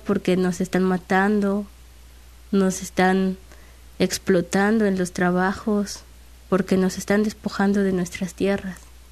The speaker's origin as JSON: {"language": "Spanish", "town": "Tlilapan", "region": "Veracruz", "country": "Mexico", "said": "En sí vengo de un municipio que se llama Tlilapan."}